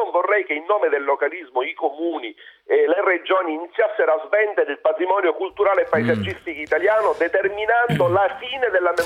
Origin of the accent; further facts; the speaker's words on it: Sicily, Italy; parlo da siciliano